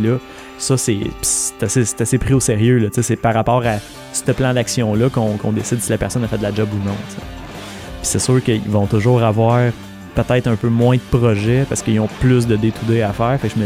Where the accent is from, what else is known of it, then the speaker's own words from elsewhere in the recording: Quebec, Canada; en tant que Québécois natif